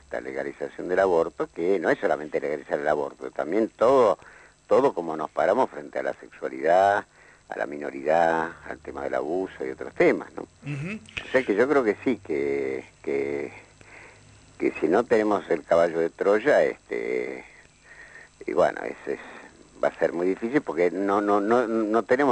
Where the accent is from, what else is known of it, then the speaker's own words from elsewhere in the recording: Argentina; pero son uruguayos, nosotros somos argentinos.